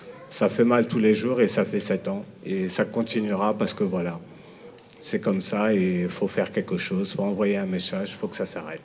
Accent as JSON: {"language": "French", "town": "Villiers-le-Bel", "region": "Île-de-France", "country": "France", "said": "Je viens de Villiers-le-Bel"}